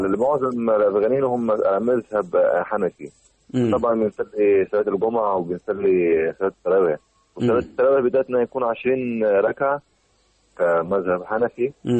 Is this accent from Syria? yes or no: no; Afghanistan; Arabic is a second language; وبلدنا لسه مش من تبع البلاد المتطوره. في مشاكل عندنا في افغانستان